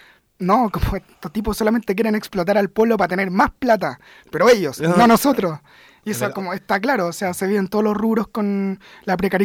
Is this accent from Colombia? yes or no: no; Renca, Santiago Metropolitan Region, Chile; Sí, soy de Renca. Me gusta ser de Renca, pero Renca no la lleva.